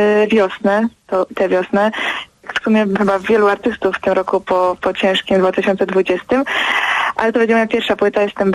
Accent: Opole Voivodeship, Poland; Ja jestem spod Opola, uczę się w Opolu, więc prawie mój drugi dom

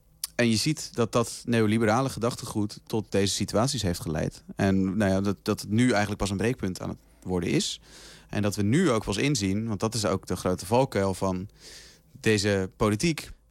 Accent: South Holland, Netherlands; want ik kom uit de buurt van Rotterdam.

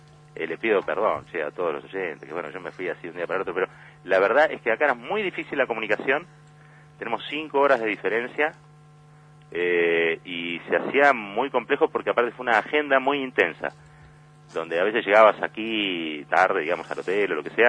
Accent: Argentina; me avergüenzan como argentino.

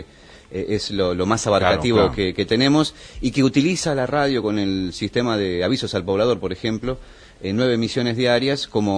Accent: Buenos Aires, Argentina; also born or lived in Bariloche; now in Jacobacci, Argentina; Yo particularmente soy porteño.

